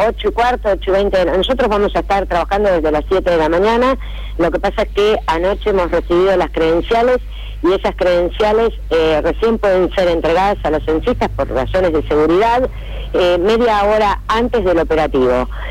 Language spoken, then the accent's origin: Spanish; Argentina; nos van a ser útil y a beneficiar a todos como argentinos